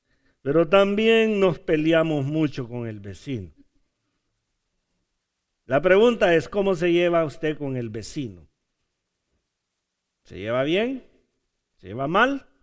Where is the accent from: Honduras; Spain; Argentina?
Honduras; Es que soy hondureño, ay, perdonen.